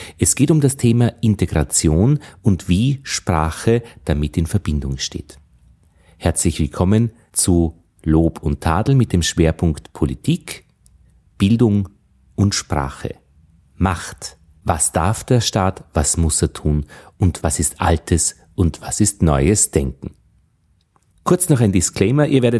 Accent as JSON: {"language": "German", "country": "Austria", "said": "So als Österreicher ist es ja gar nicht selbstverständlich"}